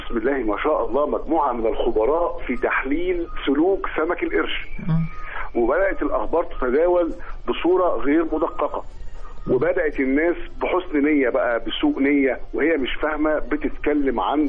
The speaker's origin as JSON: {"language": "Arabic", "country": "Egypt", "said": "ده كل اللي حصل عندنا في مصر حادثة"}